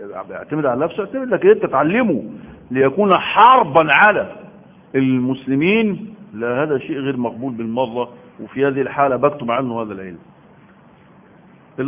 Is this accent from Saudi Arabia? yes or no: no; Egypt; اكبر علم عندنا في مصر